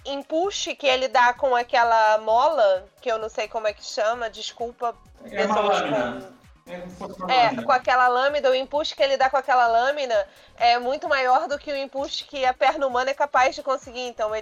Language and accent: Portuguese; Nova Iguaçu, Rio de Janeiro, Brazil; Eu sou de Nova Iguaçu, pra quem não conhece o estado do Rio, mas eu cresci no mesmo bairro que tinha um CIEP